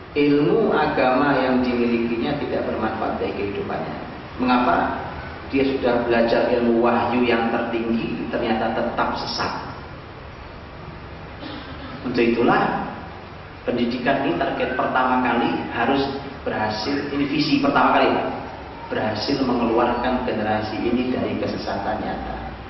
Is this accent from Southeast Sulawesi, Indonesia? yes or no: no; East Java, Indonesia; saya ajak ke kota saya di Jawa Timur.